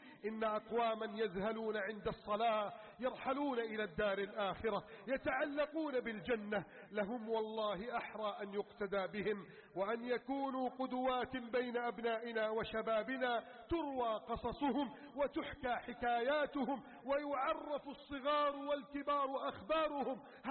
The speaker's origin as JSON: {"language": "Arabic", "country": "Egypt", "said": "اللهم احفظ بلدنا مصر، احفظ بلدنا مصر من كيد الكائدين"}